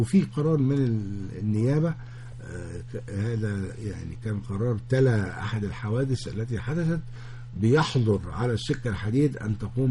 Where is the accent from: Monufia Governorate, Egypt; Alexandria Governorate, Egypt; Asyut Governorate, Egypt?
Alexandria Governorate, Egypt; Alexandria; وانا نص اسكندراني